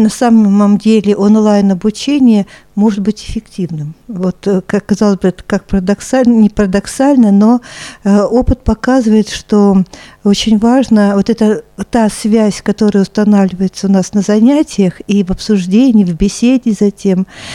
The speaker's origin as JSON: {"language": "Russian", "town": "Zhigulyovsk", "region": "Samara Oblast", "country": "Russia", "said": "Я из Самарской Луки, из города Жигулевска, Тольятти, Самара"}